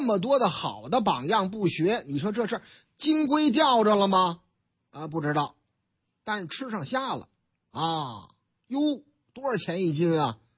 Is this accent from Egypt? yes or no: no; Shandong, China; 我们山东人什么时候丢个这个人呢啊